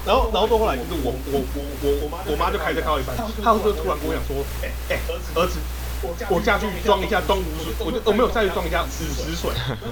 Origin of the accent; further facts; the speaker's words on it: Taichung, Taiwan; 反正我跟阿叔是台中人的，我住在台中县，